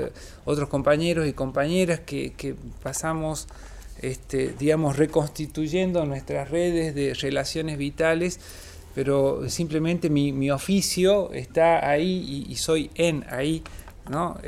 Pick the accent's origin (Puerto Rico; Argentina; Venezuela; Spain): Argentina; Northwest Argentina; El caso del noroeste argentino, de donde vengo, digamos